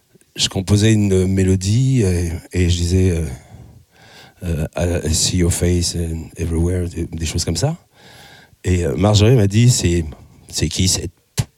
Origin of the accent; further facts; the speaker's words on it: Chambéry, Auvergne-Rhône-Alpes, France; born there; parce que j'ai joué donc dans ma ville natale, à Chambéry